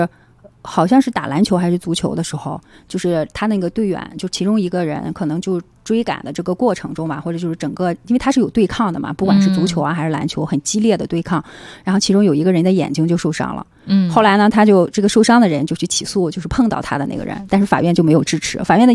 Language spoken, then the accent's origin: Chinese; China; 就我们中国人的这个传统上来说